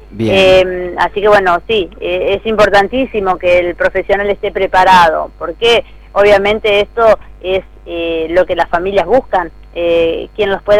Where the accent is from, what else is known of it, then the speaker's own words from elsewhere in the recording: Cañuelas, Buenos Aires Province, Argentina; lo hacemos para Cañuelas, somos gente de Cañuelas